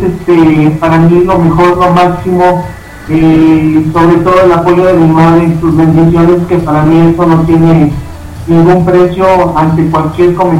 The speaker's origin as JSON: {"language": "Spanish", "town": "Tampico", "region": "Tamaulipas", "country": "Mexico", "lives_now": "Mexico City, Mexico", "said": "fueron las amistades que yo he hecho aquí en la Ciudad de México. Yo soy de Tampico, Tamaulipas."}